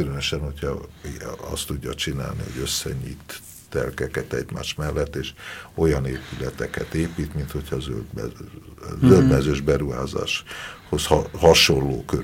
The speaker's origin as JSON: {"language": "Hungarian", "region": "Budapest", "country": "Hungary", "tie": "born or raised there", "said": "A budai várnegyedet mi imádjuk, mert mi itt nőttünk föl, és ez a miénk."}